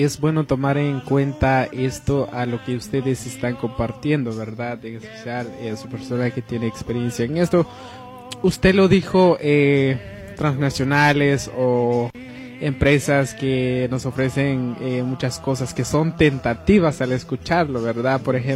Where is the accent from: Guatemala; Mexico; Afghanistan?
Guatemala; creo que ella sabe más que nosotros siendo guatemaltecos